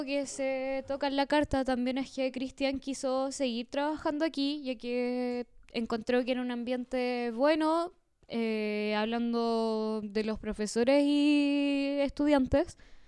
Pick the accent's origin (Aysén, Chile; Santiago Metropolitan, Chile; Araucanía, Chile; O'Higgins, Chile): Aysén, Chile; Puerto Cisnes; estudiantes y profesores están en paro por lo que está pasando en el país y su pueblo, que también es mi pueblo